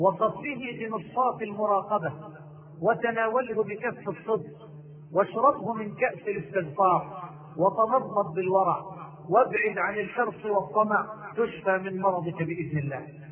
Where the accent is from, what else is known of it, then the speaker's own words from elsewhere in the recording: Egypt; أني قد دعيت مرة لإلقاء محاضرة عندنا في مصر في المعادي